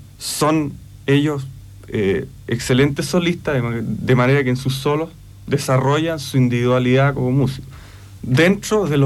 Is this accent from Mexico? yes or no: no; Chile; En este caso somos chilenos, somos cultores de un lenguaje actual de la música chilena